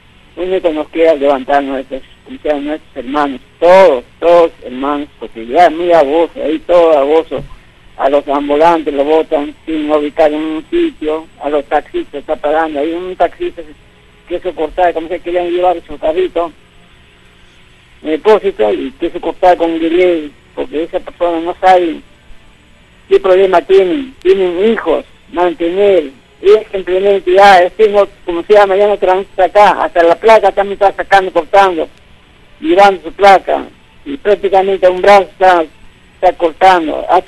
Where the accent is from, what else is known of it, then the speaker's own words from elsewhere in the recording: Ayacucho, Peru; now in Lima, Peru; Ya, me llamo de acá, Surco entre Barranco, yo soy un provinciano, ayacuchano